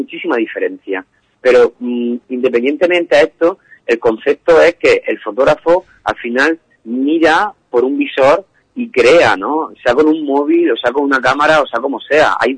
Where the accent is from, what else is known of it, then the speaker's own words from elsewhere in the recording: Murcia, Region of Murcia, Spain; yo soy de Murcia y viajo mañana a Cádiz